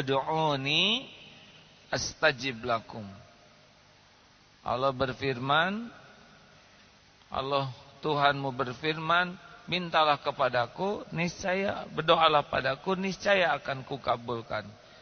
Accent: Indonesia; born there; Saya lahir di Indonesia tidak milih.

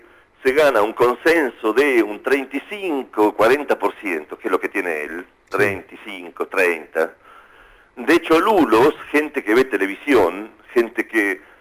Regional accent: Argentina; Yo vengo muy seguido a Argentina. Sí. Me siento profundamente argentino. Sí, no sí, es sí, que... Sí. Aparte, siendo emigrante con mi familia, o sea, mi familia son piemonteses, vinimos acá, fuimos para allá, soy realmente un argentino doc.

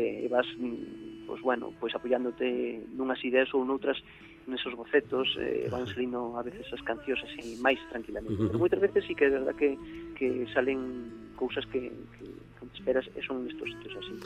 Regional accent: Galicia, Spain; inspiro-me moitísimo na miña terra, claro. Na miña zona, en Nela Barreira, en o pobo onde máis encontrada. Sí. Vaixeme moitísimo a cabeza de Caralí, porque foi onde nací, onde me criei

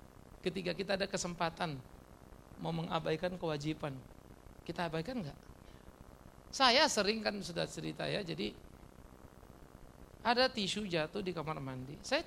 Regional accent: Eastern Indonesia, Indonesia; Karena saya orang Timur, saudara.

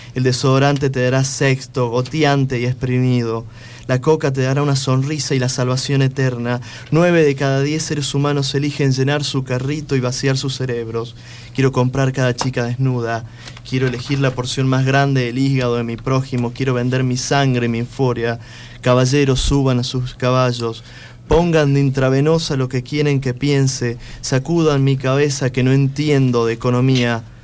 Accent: Salta, Argentina; moved away; eso ya lo exponía como persona del interior, yo soy de Salta. Pero resido acá hace unos años.

